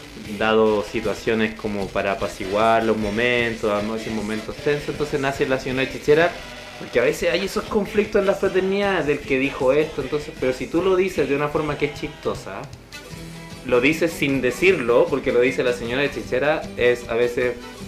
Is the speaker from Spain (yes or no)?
no; Peru; Bueno, yo soy peruano